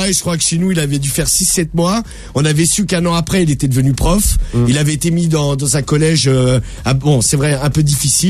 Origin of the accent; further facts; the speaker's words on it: Nouvelle-Aquitaine, France; Je suis de la Creuse. J'ai 25 ans